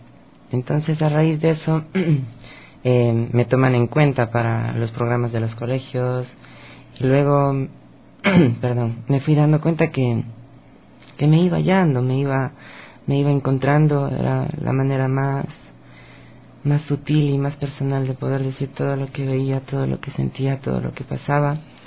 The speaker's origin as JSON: {"language": "Spanish", "town": "Quito", "region": "Pichincha", "country": "Ecuador", "tie": "born there", "said": "De Quito, justamente."}